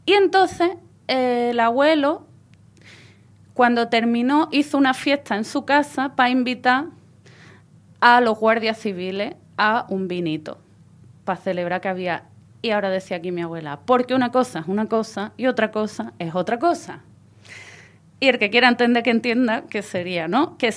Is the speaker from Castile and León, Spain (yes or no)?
no; Ayamonte, Andalusia, Spain; yo soy de la Isla Canela, de la aldea de Punta del Mora, en la Isla Canela, en Ayamonte, en la frontera con Portugal.